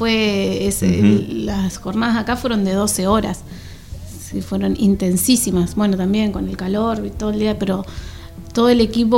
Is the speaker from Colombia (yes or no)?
no; Reconquista, Santa Fe, Argentina; now in Tandil, Argentina; salimos de Tandil con toda la familia, la computadora, los discos, filmamos en Buenos Aires, de ahí seguimos para Reconquista, donde soy yo. Al norte de la provincia de Santa Fe